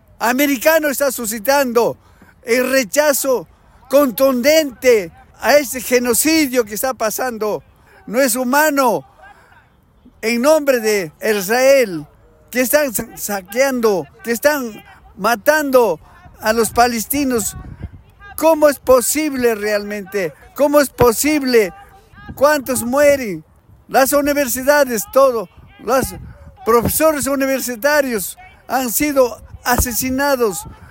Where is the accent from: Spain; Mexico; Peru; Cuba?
Peru; Yo soy peruano.